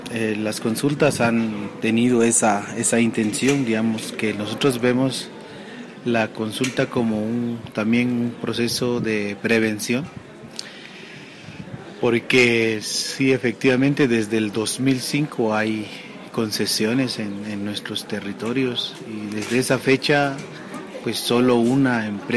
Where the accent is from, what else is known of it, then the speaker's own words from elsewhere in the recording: Guatemala; Yo vengo de Guatemala, del Consejo de Pueblos Mayas de Guatemala.